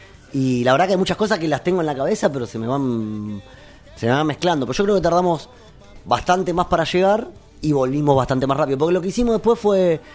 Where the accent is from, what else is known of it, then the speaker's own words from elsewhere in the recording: Argentina; cuando llegué, ¿pero qué sos argentino? Sí, pero el perro no tiene nacionalidad